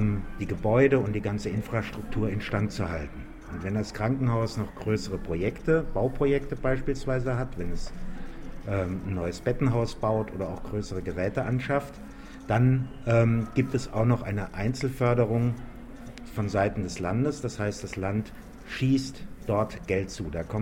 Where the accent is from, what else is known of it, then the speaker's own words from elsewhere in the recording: Hesse, Germany; Ich komme aus Hessen